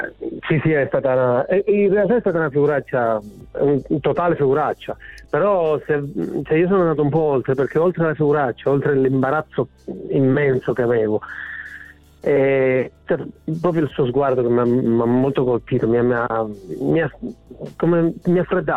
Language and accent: Italian; San Costantino Calabro, Calabria, Italy; Sì, sono calabrese.